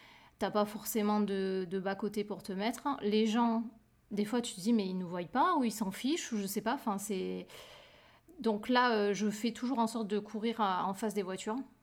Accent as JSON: {"language": "French", "country": "France", "tie": "born or raised there", "said": "quand je cours par chez moi en France, c'est dans la campagne. Je me suis jamais sentie en danger parce que peut-être tout simplement parce que c'est les endroits où j'ai grandi, donc je connais ces endroits depuis que je suis toute petite."}